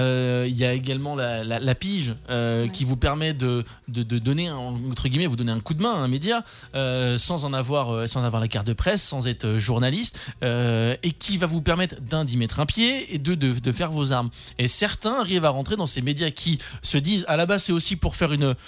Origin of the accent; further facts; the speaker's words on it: Nancy, Grand Est, France; now in Metz, France; moi je suis de Nancy à la base, donc mon cœur est rouge et blanc, forcément. Après, je suis arrivé à Metz